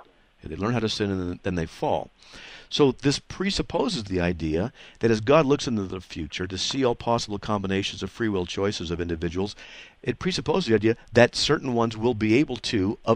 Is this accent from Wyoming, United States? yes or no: yes; Wyoming, United States; born there; That's right, because I was born in Wyoming.